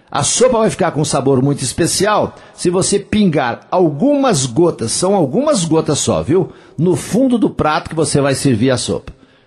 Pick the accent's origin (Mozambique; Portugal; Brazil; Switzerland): Brazil; Coromandel, Minas Gerais; lá em Coromandel, nas Minas Gerais, lá na minha terra